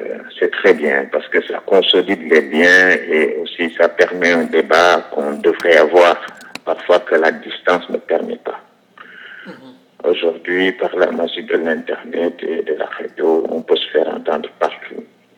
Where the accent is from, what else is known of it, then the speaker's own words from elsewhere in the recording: Ziguinchor, Senegal; born there; Je suis né à Ziguinchor, ma grand-mère est de Cabrousse, sa mère est de Cabrousse, donc ses grands-parents sont des Guémarins.